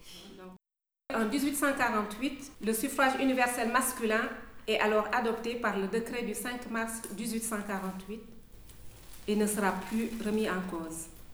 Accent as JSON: {"language": "French", "region": "Overseas France", "country": "France", "tie": "born there", "said": "je tenais à le dire parce que je suis née en Outre-mer"}